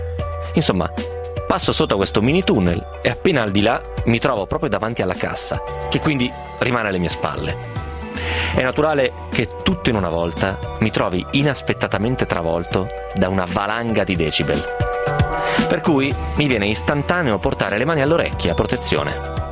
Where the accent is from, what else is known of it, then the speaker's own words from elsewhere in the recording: Bologna, Emilia-Romagna, Italy; Bologna si sta bene, io sono un bolognese doc